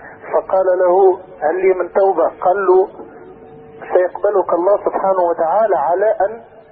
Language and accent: Arabic; Tunisia; انا شاب تونسي والحمد لله مسلم ومؤمن بالله.